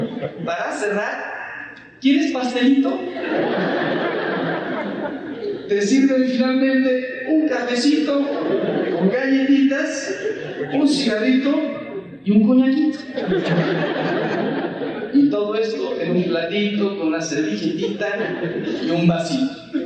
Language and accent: Spanish; Mexico; y yo soy mexicano